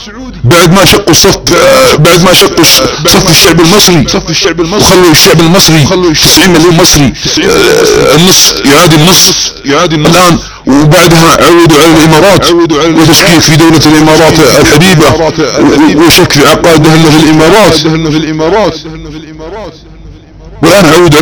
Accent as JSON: {"language": "Arabic", "country": "Saudi Arabia", "said": "التي تربينا عليها في بلادنا السعوديه"}